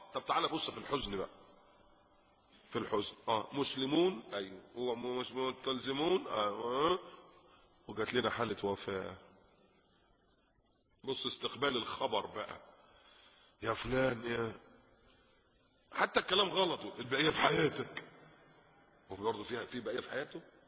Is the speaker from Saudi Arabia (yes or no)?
no; Egypt; now in Qatar; الحمد لله انتم ما عندكوش الكلام ده من فضل الله هنا في قطر. عندنا في مصر بقى انصب شادر.